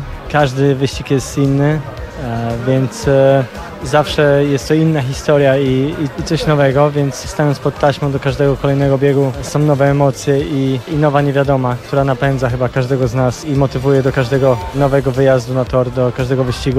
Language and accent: Polish; Wrocław, Lower Silesian Voivodeship, Poland; Kocham to miasto, kocham klub. Jestem z Wrocławia.